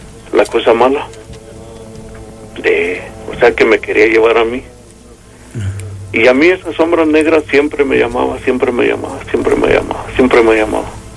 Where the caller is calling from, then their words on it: Mexico City, Mexico; Acá de Insurgentes.